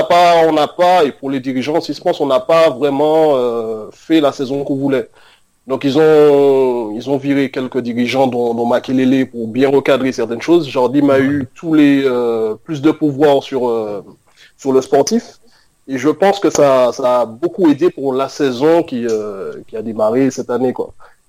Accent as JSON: {"language": "French", "country": "France", "said": "nous, en tant que Français, on n'aime pas"}